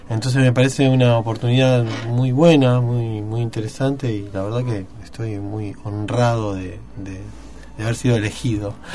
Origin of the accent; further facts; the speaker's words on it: Mar del Plata, Buenos Aires Province, Argentina; Así como nosotros, los marplatenses, venimos de Buenos Aires, venimos de todo el Río de la Plata.